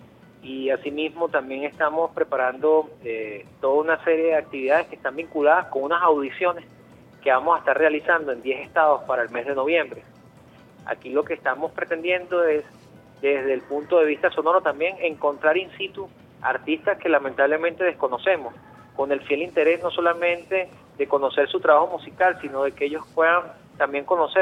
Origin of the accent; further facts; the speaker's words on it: Venezuela; nosotros como venezolanos